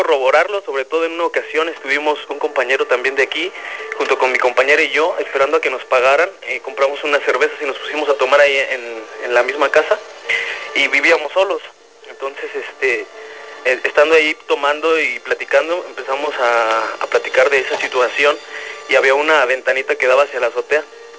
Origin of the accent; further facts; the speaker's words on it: Celaya, Guanajuato, Mexico; yo soy de Celaya, Guanajuato. En enero del 2010 me mandan con mi base al Seguro Social, aquí trabajo.